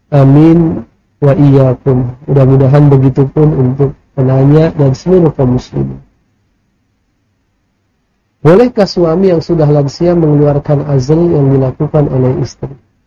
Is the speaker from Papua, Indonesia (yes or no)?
no; North Sumatra, Indonesia; misalnya di daerah saya di Sumatera Utara